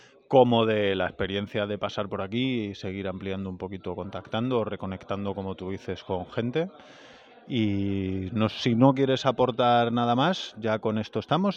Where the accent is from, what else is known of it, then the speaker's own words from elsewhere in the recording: Vigo, Galicia, Spain; especialmente yo como gallego vigués